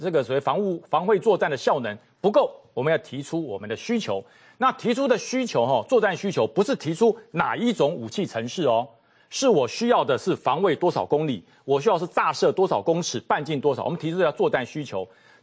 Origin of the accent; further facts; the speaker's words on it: Taipei, Taiwan; born there; also born or lived in United States; 我是在台湾出生，我在台北出生，我在台湾当过兵，我在台湾服役过，什么意思？我从美国来的，